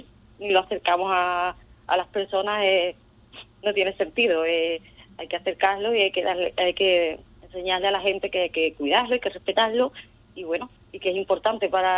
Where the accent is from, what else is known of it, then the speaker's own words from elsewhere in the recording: Andalusia, Spain; Sí, somos de Cádiz.